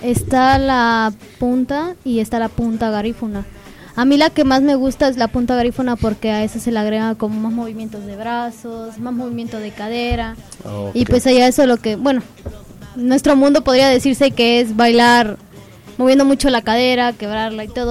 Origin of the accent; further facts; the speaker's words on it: Honduras; porque allá en mi país nos gusta muchísimo bailar